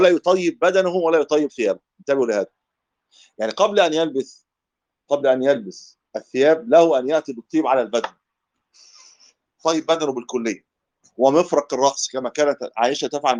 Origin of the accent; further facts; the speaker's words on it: Egypt; تجد النساء عندنا في مصر لما يذهبوا للحج